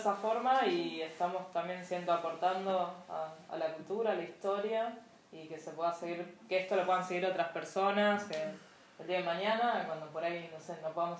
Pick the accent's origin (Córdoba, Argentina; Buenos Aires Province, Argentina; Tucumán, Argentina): Tucumán, Argentina; yo en realidad vengo de Tucumán, así que estoy hace unos meses acá